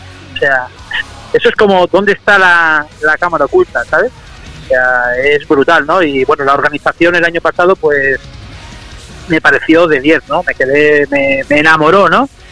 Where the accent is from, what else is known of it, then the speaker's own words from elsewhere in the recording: Potes, Cantabria, Spain; now in Seville, Spain; yo soy de Potes, ¿vale? O sea, tengo mi casa en Potes, lo que pasa que, bueno, que ahora vivo hace ya más de 20 años, vivo en Sevilla, pero sí, yo pero me muevo mucho.